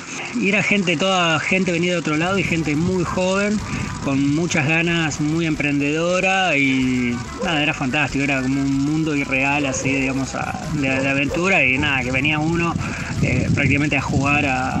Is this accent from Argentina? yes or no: yes; Buenos Aires Province, Argentina; Y vivir acá creo que es, me recuerda mucho a mi infancia, lo que era, yo vengo de Buenos Aires, provincia de Buenos Aires